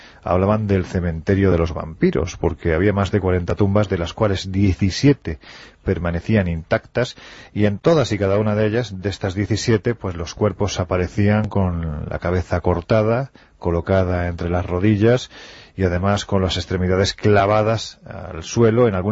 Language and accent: Spanish; Andalusia, Spain; Yo parto de la idea de que soy andaluz sin gracia